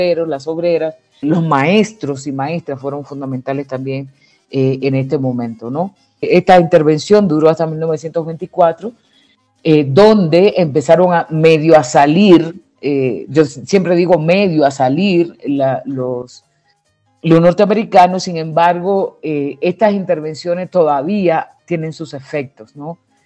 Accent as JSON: {"language": "Spanish", "region": "Santiago", "country": "Dominican Republic", "tie": "born or raised there", "said": "es de mi pueblo, de Santiago, donde yo nací y me crié"}